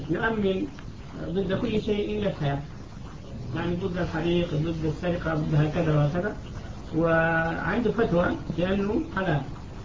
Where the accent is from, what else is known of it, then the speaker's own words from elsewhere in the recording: Sudan; عندنا في السودان البنك الإسلامي عامل